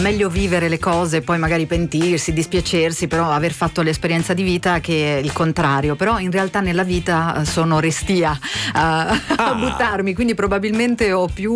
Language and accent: Italian; Apulia, Italy; ho fatto una festa per pochi, si fa per dire, perché sono pugliese, quindi 80 persone sono poche